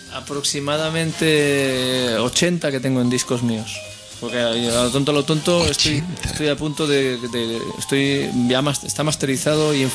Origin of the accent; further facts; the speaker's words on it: Barcelona, Catalonia, Spain; la canción es una canción contra Barcelona, mi ciudad natal.